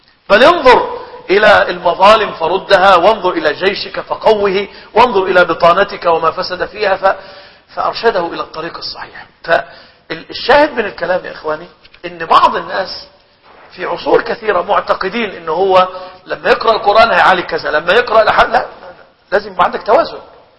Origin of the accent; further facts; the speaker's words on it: Egypt; عندنا في مصر لما يقول كلمة كده يقول لك إيه لمؤاخذة